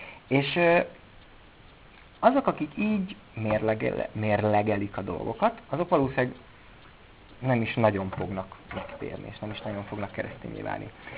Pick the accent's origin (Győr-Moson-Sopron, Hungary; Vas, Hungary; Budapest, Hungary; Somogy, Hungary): Budapest, Hungary; also born or lived in Miskolc; És én budapesti vagyok, sőt, előtte Miskolci voltam